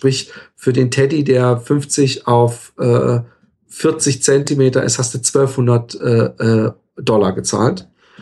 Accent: Germany; now in Netherlands; und das als Deutscher in Holland, politisch hochgesandt.

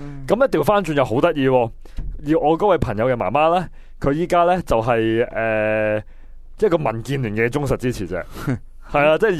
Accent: China; 即系我哋中国人叫即系十年浩劫啦

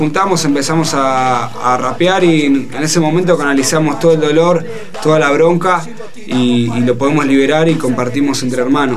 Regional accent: Buenos Aires, Argentina; No, nada que ver, somos de Almagro.

